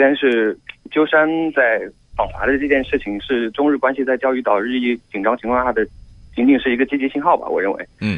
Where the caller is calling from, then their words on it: Chengdu, Sichuan, China; 我从成都打过来。